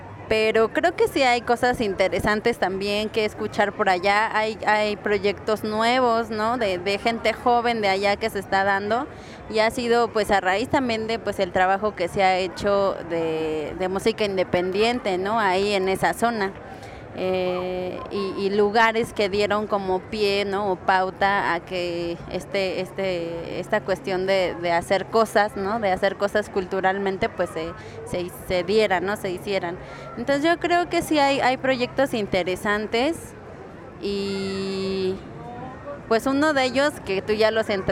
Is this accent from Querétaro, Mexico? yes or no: no; Amecameca, State of Mexico, Mexico; also born or lived in Toluca / Chalco; yo digo que soy de Ameca porque en realidad he vivido más tiempo ahí que en cualquier otro lugar, ¿no? También viví en Toluca, porque mis padres pues son separados